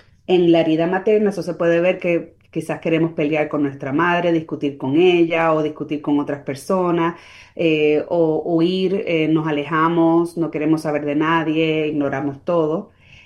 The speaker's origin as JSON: {"language": "Spanish", "country": "Puerto Rico", "said": "yo soy boricua, soy Spanglish"}